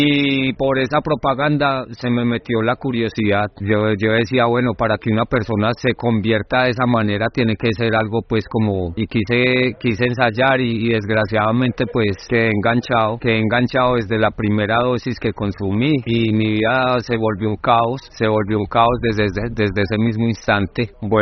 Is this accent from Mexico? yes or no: no; Manizales, Caldas, Colombia; Yo nací en Manizales y nací en el seno de una familia católica, criado en Manizales hasta pues... Sí, hasta casi la mayoría de edad, aunque desde joven, desde los 13, 14 años, empecé a salir de mi casa y a andar por el país.